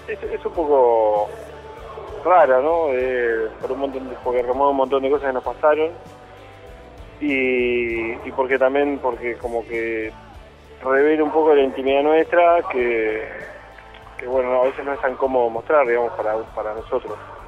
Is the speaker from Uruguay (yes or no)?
yes; Uruguay; Sí, es raro, aparte nosotros somos de Uruguay, es rarísimo